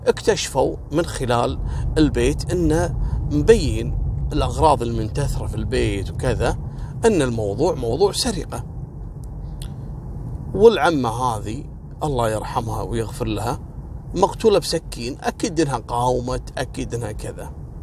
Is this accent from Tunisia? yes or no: no; Kuwait; وهذا النظام اعتقد موجود في كل مكان يعني حتى عندنا في الكويت